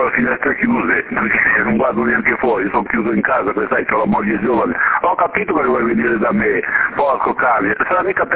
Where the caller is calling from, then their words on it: Musei, Sardinia, Italy; dalla Musei, vicino a Tortolino, sopra Tortolino, la montagnetta sopra.